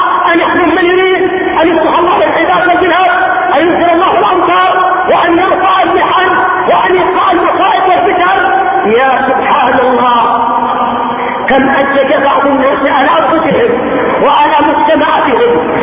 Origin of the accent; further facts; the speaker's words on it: Yemen; عندنا في اليمن